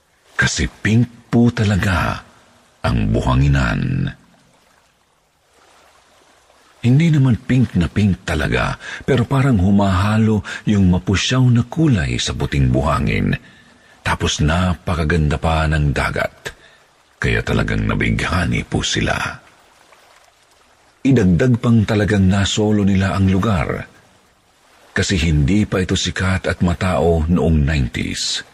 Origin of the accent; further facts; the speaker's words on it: Cebu, Central Visayas, Philippines; Mula sa amin sa Cebu, bumiyahe po silang anim noong ikatlo ng Enero